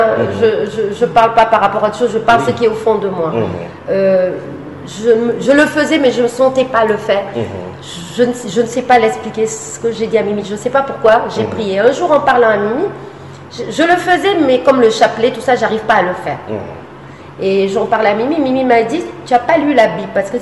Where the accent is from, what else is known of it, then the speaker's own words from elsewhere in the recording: Fatima, Centro, Portugal; parce qu'on est portugais de Fatima